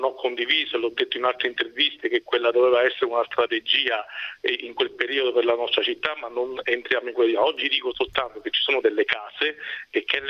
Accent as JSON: {"language": "Italian", "town": "L'Aquila", "region": "Abruzzo", "country": "Italy", "said": "Io sono aquilano e quindi so benissimo"}